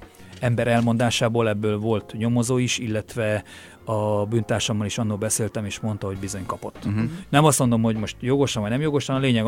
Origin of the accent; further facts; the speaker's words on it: Transylvania, Romania; hogy magyar vagyok, de mégse vagyok magyar, Erdélyben bozgor voltam, tehát hazátlan volt